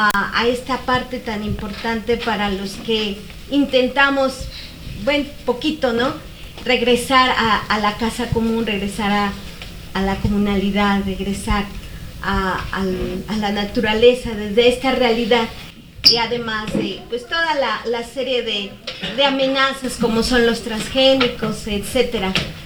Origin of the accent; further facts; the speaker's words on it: Oaxaca, Mexico; como los que venimos de Oaxaca, al menos de la zona de Los Valles, nos dimos cuenta que la milpa no se dio